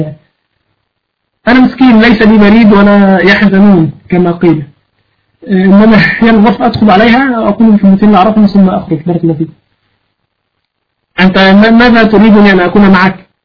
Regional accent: Egypt; لا أنا مصري

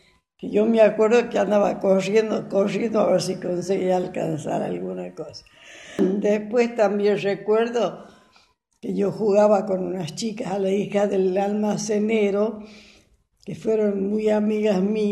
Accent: La Jarilla, Argentina; also born or lived in La Rioja; Yo nací en La Rioja porque mis padres vinieron de vacaciones a la capital y ahí nací yo, el primero de febrero. Después volví y seguí viviendo en La Jarilla

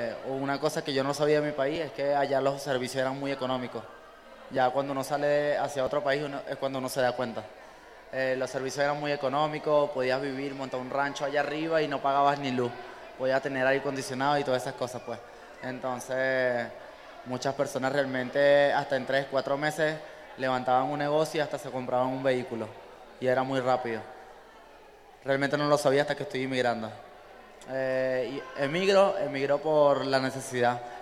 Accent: Caracas, Capital District, Venezuela; La capital, Caracas.

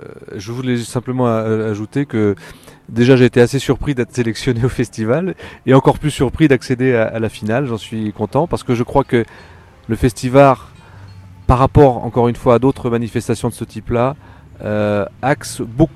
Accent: Pornic, Pays de la Loire, France; Alors je viens de la région nantaise, d'une ville qui s'appelle Pornic sur la côte Atlantique.

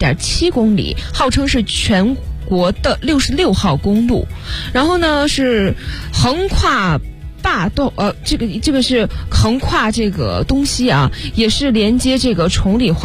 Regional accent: Handan, Hebei, China; born there; 因为我其实我老家是河，我那个老家是河北的。

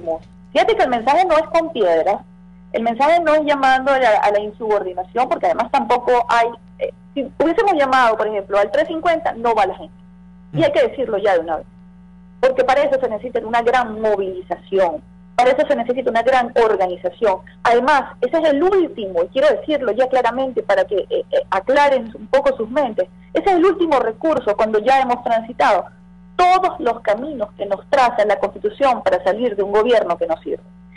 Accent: Venezuela; los grandes ganadores somos los venezolanos que queremos vivir en paz.

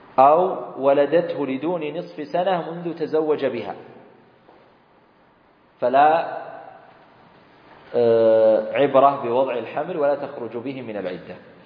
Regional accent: Saudi Arabia; وصارت مرة قضية هنا عندنا في السعودية، وصلت المحكمة

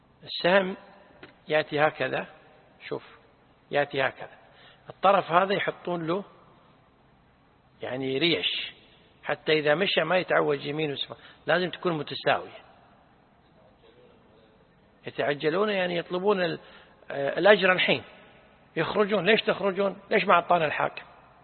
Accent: Kuwait; لا، نحن عندنا بالكويت لا نحن يقول فلان يتشيطن

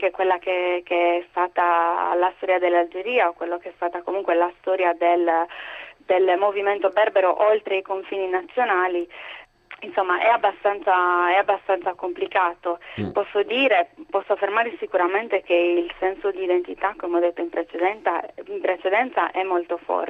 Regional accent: Sardinia, Italy; poi lo dice a me che sono sarda, quindi se certo, vogliamo, anche noi siamo una minoranza, abbiamo la nostra lingua

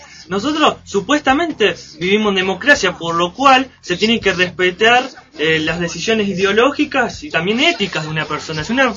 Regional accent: Argentina; porque todos somos argentinos, somos representados por esa bandera

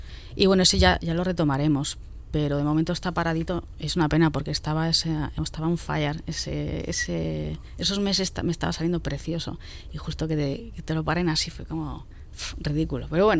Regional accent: Hoyo de Manzanares, Community of Madrid, Spain; now in Madrid, Spain; Sierra Noroeste de Madrid. Yo he vivido toda la vida ahí hasta 2009, que me fui a Lavapiés y tal. Ahora estoy en Vallecas.

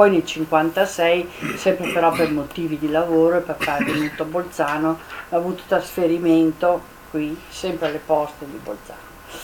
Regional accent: Rijeka, Primorje-Gorski Kotar County, Croatia; born there; sono nata a Fiume, dopo guerra però, finita appena appena.

